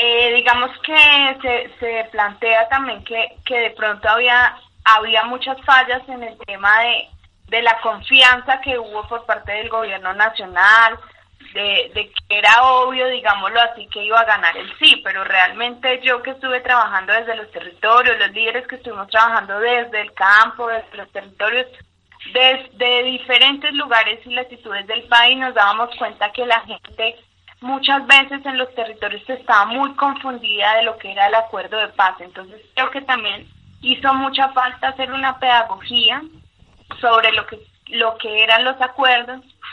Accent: Colombia; para nosotros también como ciudadanos colombianos

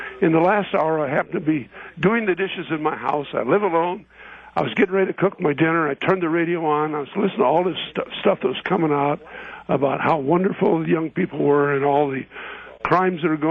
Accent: South Dakota, United States; born there; I'm 79 years old. I was born in 1919 in South Dakota.

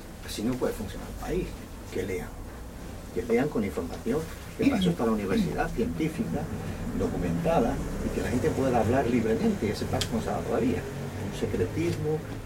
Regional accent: Espera, Andalusia, Spain; yo soy de Espera, en Cádiz, y yo tenía un abuelo de izquierda, muy de izquierda, y un abuelo médico del pueblo.

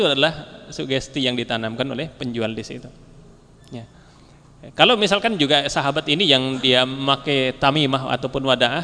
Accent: Banyumas, Central Java, Indonesia; Bahkan kalau di daerah saya, ya, di daerah Banyumas itu ditambah lagi dengan pisang, satu tandan pisang di atas itu.

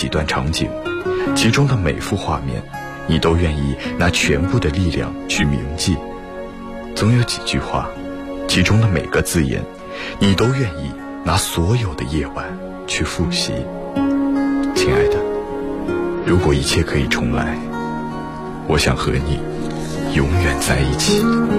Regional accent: Jinhua, Zhejiang, China; 我来自浙江金华，我是一名在校大学生。

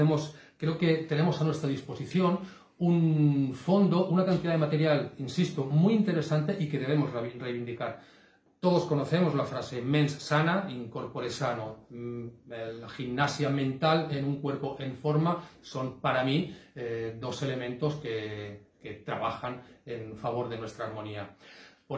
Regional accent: Cornellà de Llobregat, Catalonia, Spain; soy de Cornellá.

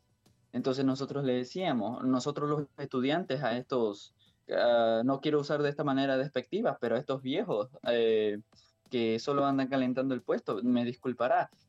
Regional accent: Ecuador; porque no somos los únicos ecuatorianos que estamos y llegamos.

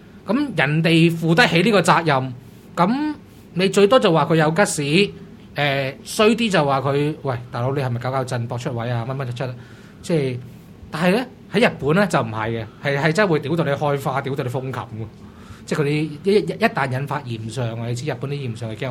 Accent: Hong Kong; 我係香港人，佢唔俾我入境噶嘛，應該我嚟自香港，佢會唔俾我入境？

